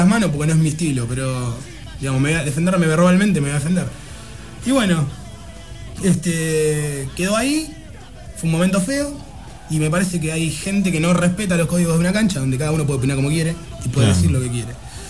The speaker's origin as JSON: {"language": "Spanish", "country": "Argentina", "said": "Porque somos argentinos y porque nos gusta el fútbol."}